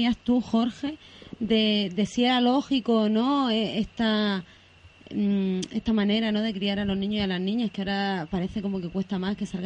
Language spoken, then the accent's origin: Spanish; Cartagena, Region of Murcia, Spain; vengo de Cartagena y son 200.000 habitantes, entonces tampoco es un pueblito pequeño, ¿no?